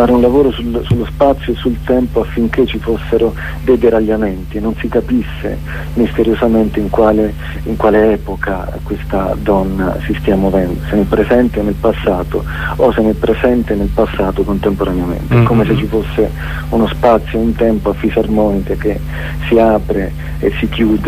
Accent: Basilicata, Italy; Io sono lucano e vivo non molto distante lì da Cracco, questo paese abbandonato

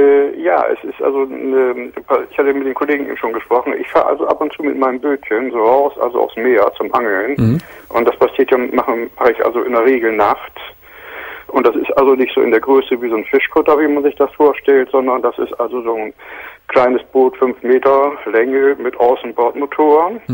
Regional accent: Bremen, Germany; ich bin hier vor 4 Jahren erst hergezogen, ich bin von Hause aus, bin ich Bremer

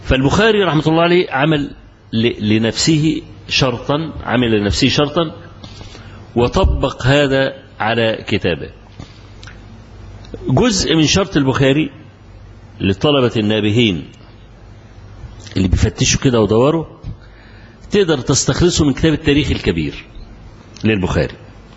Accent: Egypt; أنا ما أعرفش، وأنا رجل مصري

